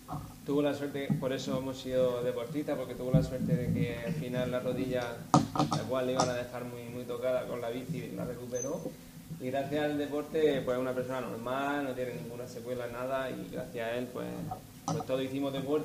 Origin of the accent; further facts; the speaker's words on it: Spain; Como música y como español